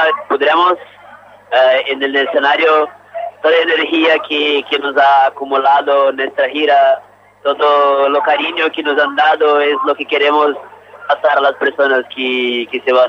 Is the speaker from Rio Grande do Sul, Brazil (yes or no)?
no; Goiânia, Goiás, Brazil; Spanish is a second language; now in Campinas, Brazil; yo soy de Goiânia, es una ciudad al centro de Brasil, cerca de la capital, Brasilia. Pero vivimos juntos todos nosotros en Campinas, São Paulo, cerca de la capital, São Paulo.